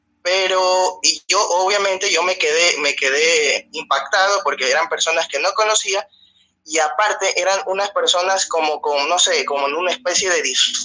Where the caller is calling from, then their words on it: Ecuador; te llamo desde Ecuador.